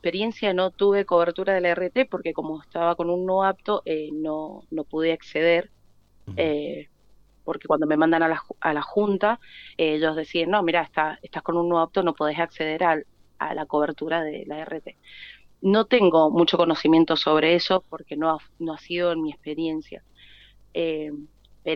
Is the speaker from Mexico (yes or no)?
no; Mendoza, Argentina; Yo soy del Este.